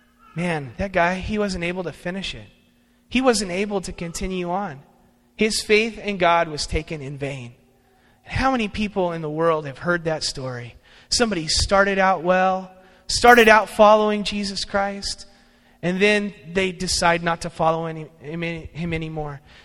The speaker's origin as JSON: {"language": "English", "region": "California", "country": "United States", "tie": "born or raised there", "said": "Now, when I was growing up in California, my aunt and uncle lived in Bakersfield, and they lived in a really nice area of town."}